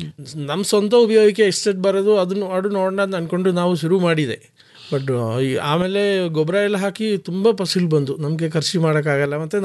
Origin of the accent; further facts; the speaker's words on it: Karnataka, India; now in Mysuru, India; ನಾವು ಕೊಡಗಿನವರು.